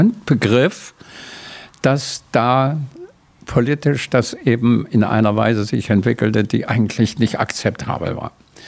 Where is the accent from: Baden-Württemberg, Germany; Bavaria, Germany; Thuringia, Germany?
Thuringia, Germany; Jena; Ich bin ein Jahrgang 34. Also ich wurde in Jena geboren. Mein Vater war ein praktischer Arzt. Da hatte ich meine Kindheit.